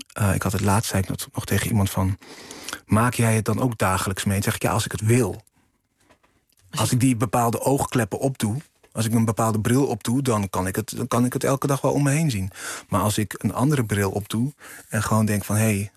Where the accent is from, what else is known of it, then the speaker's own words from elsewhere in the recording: Curaçao; Als mensen aan mij vragen waar kom je vandaan, dan zeg ik Curaçao.